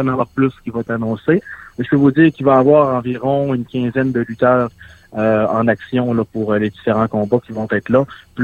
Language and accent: French; La Baie, Quebec, Canada; Moi, je viens de la Baie.